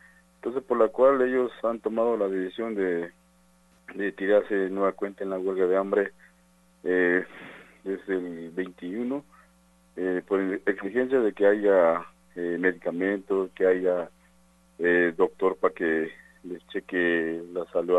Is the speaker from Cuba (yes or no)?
no; San Juan Chamula, Chiapas, Mexico; soy originario de San Juan Chamula.